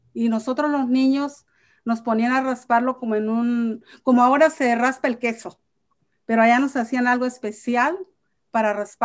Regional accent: Michoacán, Mexico; Soy de Michoacán y no aprendí, qué pena.

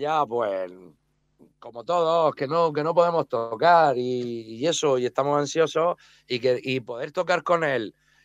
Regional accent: Alcantarilla, Region of Murcia, Spain; Él es de aquí, de mi pueblo. Yo soy de Alcantarilla también.

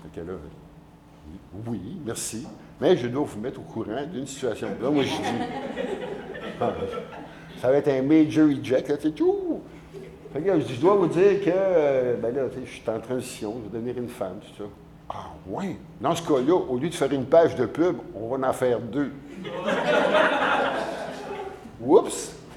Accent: Quebec, Canada; ils ont dit, comme je viens du Québec

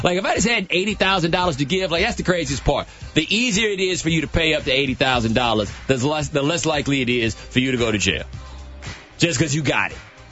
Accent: Texas, United States; Like I said, man, I'm from Texas.

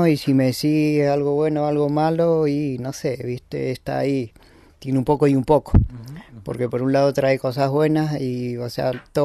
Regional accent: El Bolsón, Río Negro, Argentina; born there; Tuve el privilegio de nacer acá en Bolsón.

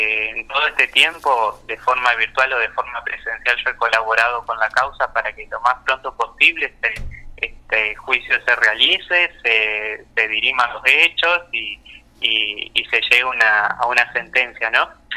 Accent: Entre Ríos, Argentina; now in Santa Fe, Argentina; Yo soy de Entre Ríos, actualmente estoy viviendo en Santa Fe.

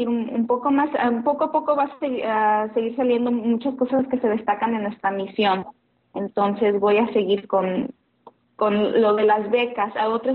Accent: Los Angeles, California, United States; porque yo soy de Los Ángeles y llevo meses que no estoy por allá, entonces salúdame mucho a mi ciudad

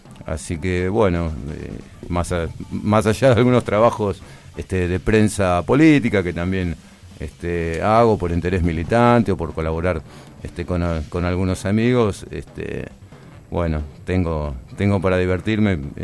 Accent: Buenos Aires, Argentina; now in Luján, Argentina; yo soy porteño, trabajé en la ciudad autónoma de Buenos Aires, en medios barriales y demás, estudié un poco, y luego, digamos, la génesis aquí en Luján. Yo vine a la zona de Luján hacia 1995

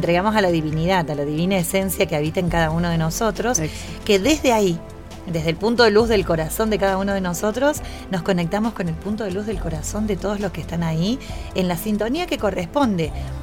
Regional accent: Córdoba, Argentina; soy de Córdoba Capital

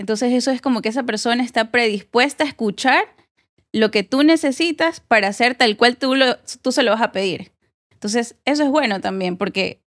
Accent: Loja, Ecuador; yo no soy guayaquileña, yo nací en Loja

